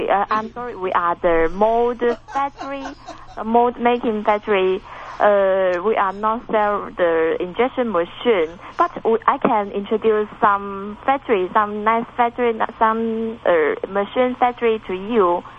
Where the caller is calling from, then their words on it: Shenzhen, Guangdong, China; I'm in Shenzhen, China.